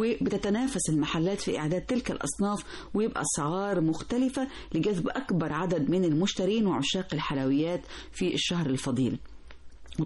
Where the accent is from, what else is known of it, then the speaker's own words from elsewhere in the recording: Egypt; الدمياط عندنا في مصر